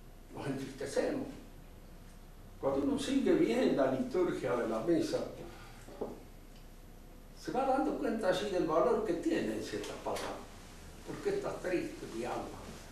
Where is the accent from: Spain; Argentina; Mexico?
Argentina; No hemos elegido ser argentinos, somos. Hemos nacido. Y por el nacimiento somos argentinos.